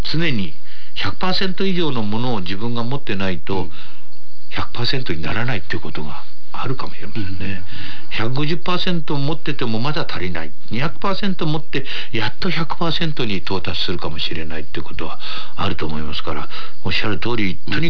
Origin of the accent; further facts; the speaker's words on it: Tokyo, Japan; 私が生まれ育ったところは本所というところなんですけども、今の墨田区ですね、浅草から東橋を渡ってすぐのところで生まれたんですけども、